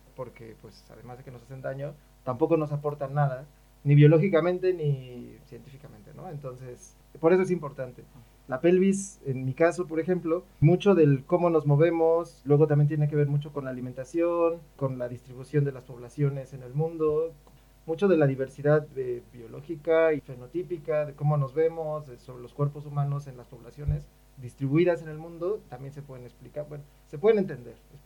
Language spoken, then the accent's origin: Spanish; Mexico; yo soy antropólogo físico de México, de la Escuela Nacional de Antropología e Historia.